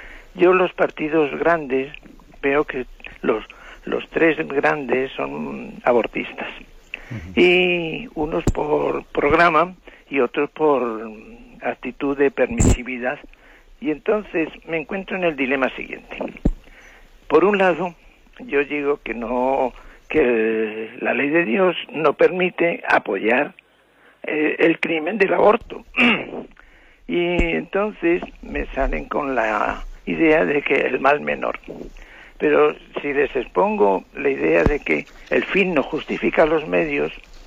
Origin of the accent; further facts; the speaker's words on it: Madrid, Community of Madrid, Spain; de Madrid.